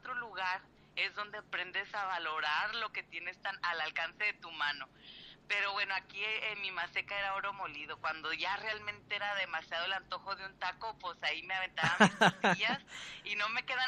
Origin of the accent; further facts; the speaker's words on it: Mexico; now in El Paso, United States; cuando nos fuimos de México a El Paso, que es frontera con México